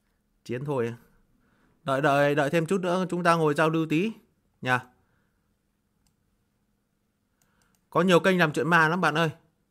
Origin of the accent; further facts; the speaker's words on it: Co Loa, Hanoi, Vietnam; À, mình ở Cổ Loa Đông Anh bạn ơi. Hà Nội nhá. Thành phố Hà Nội. Thành phố Hà Nội, huyện Đông Anh. Xã Cổ Loa.